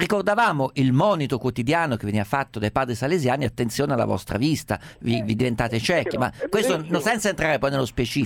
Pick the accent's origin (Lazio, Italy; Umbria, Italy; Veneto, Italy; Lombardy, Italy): Umbria, Italy; io sono umbro